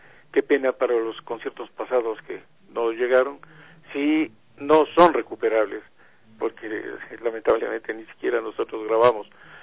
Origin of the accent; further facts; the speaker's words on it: Ecuador; y obviamente nosotros como ecuatorianos ya tenemos un número importante de representantes